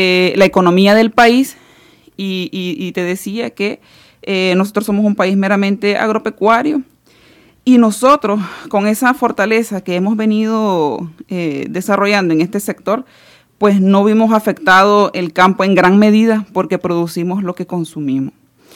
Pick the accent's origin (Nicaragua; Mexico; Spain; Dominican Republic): Nicaragua; no solamente nosotras como parte de nuestra asociación o como campesina o como ciudadanas nicaragüenses